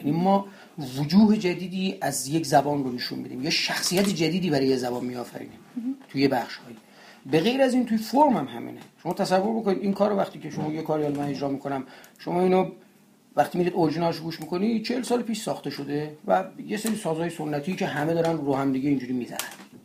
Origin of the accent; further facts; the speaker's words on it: Gilan, Iran; first language Gilaki; Persian is a second language; من به سهم خودم به عنوان کسی که این زبان رو میشناسم و چی میگیم اصطلاحا تو خونته، من باهاش بزرگ شدم دیگه